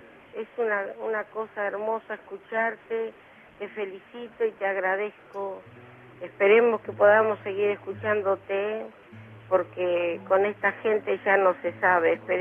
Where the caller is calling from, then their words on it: Ituzaingó, Buenos Aires Province, Argentina; de Ituzaingó.